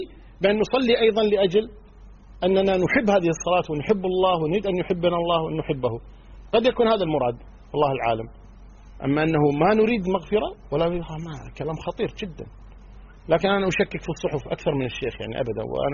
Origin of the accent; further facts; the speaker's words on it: Kuwait; انا صح مو سعودي انا كويتي